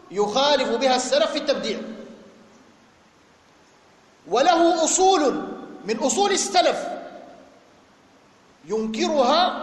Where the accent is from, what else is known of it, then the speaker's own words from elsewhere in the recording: Sudan; مجموعات الغلاة الموجودة عندنا في السودان وفي غيرها